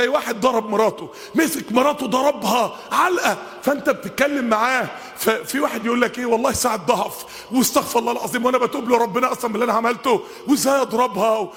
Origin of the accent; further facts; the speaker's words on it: Mansoura, Dakahlia, Egypt; كان عندنا في المنصورة واحد